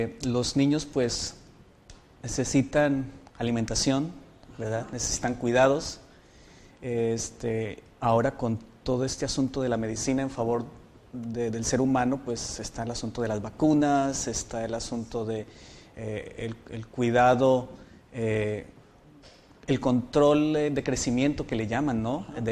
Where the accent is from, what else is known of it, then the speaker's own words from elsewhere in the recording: Colombia; soy colombiano, soy bibliotecólogo